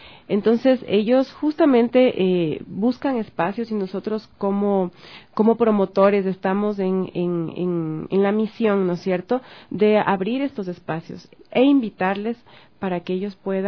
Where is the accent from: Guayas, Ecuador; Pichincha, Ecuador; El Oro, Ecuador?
Pichincha, Ecuador; Quito; Entonces, como quiteños, esperamos recibirles con los brazos abiertos